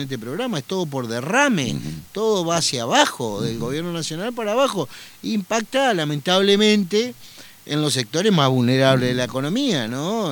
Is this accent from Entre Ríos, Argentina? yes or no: yes; Concordia, Entre Ríos, Argentina; soy de Concordia, intendente de la segunda ciudad más importante de la provincia de Entre Ríos.